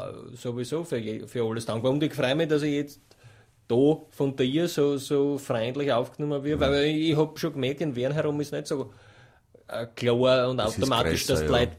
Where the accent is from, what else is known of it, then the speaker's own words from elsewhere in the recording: Stagnaz, Styria, Austria; Es ist eine kleine Ortschaft in der südlichen Steiermark.